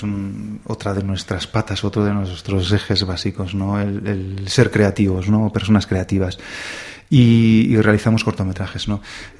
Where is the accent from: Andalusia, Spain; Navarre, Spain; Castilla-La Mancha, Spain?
Navarre, Spain; Berriozar; somos de Berriozar, aunque hay personas también de otros lugares de Navarra e incluso desde fuera de Navarra que nos acompañan gustosamente